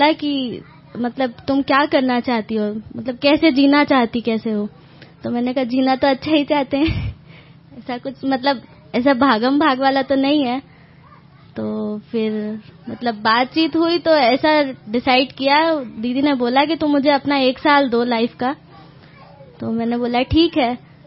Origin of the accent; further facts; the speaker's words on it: Kanpur, Uttar Pradesh, India; मैं कानपुर से हूँ